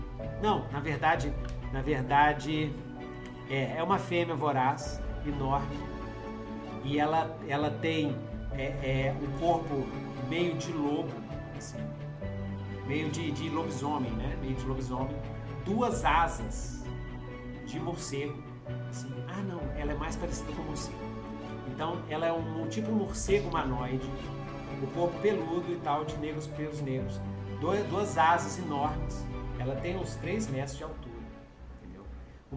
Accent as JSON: {"language": "Portuguese", "country": "Brazil", "said": "Eu sou brasileiro, pô!"}